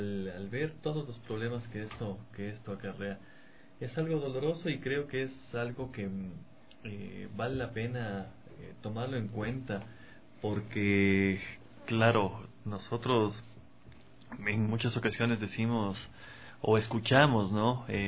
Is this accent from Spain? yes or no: no; Ecuador; similar a la situación que en algún momento nosotros también como ecuatorianos lo vivimos